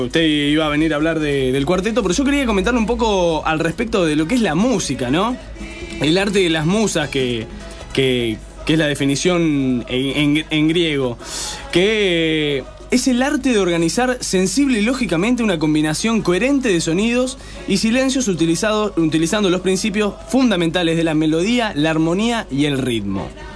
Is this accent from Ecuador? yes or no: no; Córdoba, Argentina; yo soy de Córdoba, me pueden notar mi tonito.